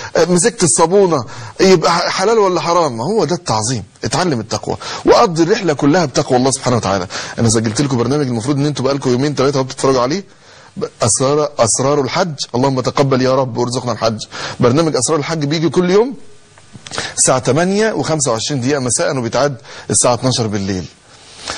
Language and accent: Arabic; Egypt; احنا عندنا مشكلة كمصريين